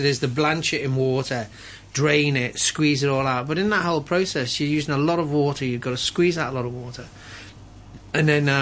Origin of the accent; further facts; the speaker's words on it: Liverpool, North West England, United Kingdom; moved away; I remember, like, growing up in Liverpool and having these things that were called sausage rolls.